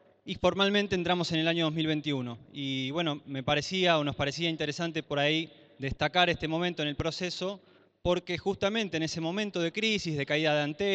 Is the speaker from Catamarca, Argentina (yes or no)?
yes; Catamarca, Argentina; vengo de la provincia de Catamarca, de la Estación Sur acá